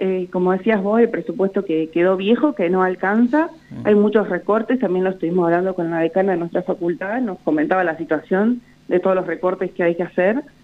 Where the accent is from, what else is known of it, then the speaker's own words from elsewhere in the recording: Santa Rosa, La Pampa, Argentina; Sí, yo soy de Santa Rosa